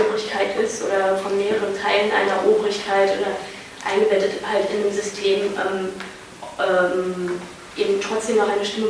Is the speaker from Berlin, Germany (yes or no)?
yes; Berlin, Germany; now in Vienna, Austria; ich bin Berlinerin und studiere in Wien